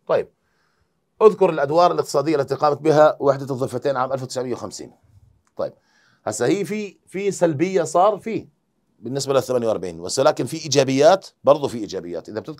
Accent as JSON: {"language": "Arabic", "country": "Jordan", "said": "بسبب قلة الأراضي الزراعية الموجودة عندنا في الأردن"}